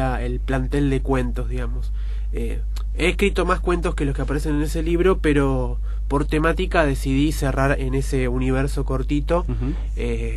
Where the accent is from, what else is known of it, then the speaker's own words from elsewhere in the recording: Ciudadela, Buenos Aires Province, Argentina; born there; Yo nací en Ciudadela, siempre lo digo medio en forma de chiste, medio en forma de broma, medio en serio, es que nací del lado correcto de la General Paz, nací de para acá.